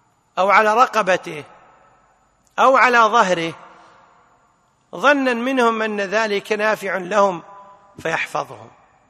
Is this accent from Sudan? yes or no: no; Kuwait; عندنا بالكويت يسمونها حجاب.